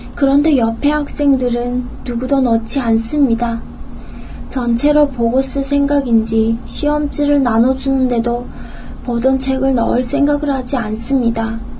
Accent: North Korea; now in South Korea; 이북에서 왔으므로 외래어가 섞인 질문을 알아듣지 못하겠다고 말을 하면

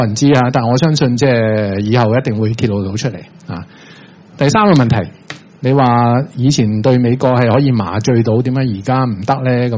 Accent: China; 很抱歉我都是中國人

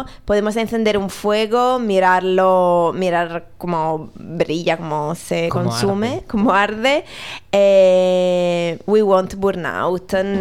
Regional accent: Italy; Yo soy italiana, así que yo ya pasé por algo muy parecido

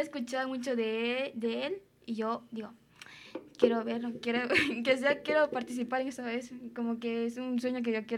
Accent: Honduras; Bueno, soy de Honduras

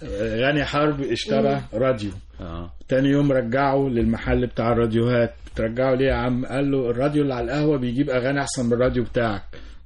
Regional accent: Cairo, Cairo Governorate, Egypt; كنا ساكنين وانا صغير في وسط البلد

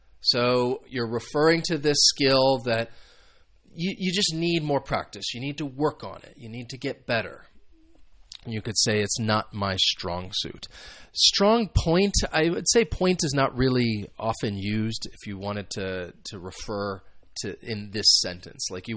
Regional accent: United States; And I'm sure American football is very popular in the United States, which is where I am from.

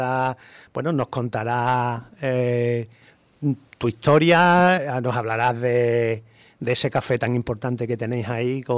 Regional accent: Carmona, Andalusia, Spain; Yo en realidad no soy de Sevilla, ¿eh? Yo soy de un reino de Taifa, yo soy de Carmona.

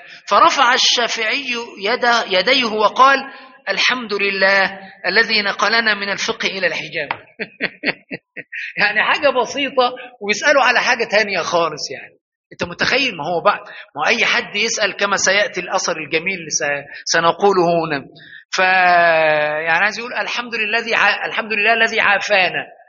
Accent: Egypt; ولكن الفزلكة عندنا في مصر اللي بيتكلم كلام مش فهم،

